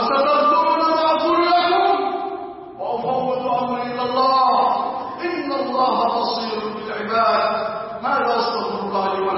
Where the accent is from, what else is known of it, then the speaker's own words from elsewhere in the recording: Egypt; كل يوم كل ليلة ونحن نرجع في بلادنا مصر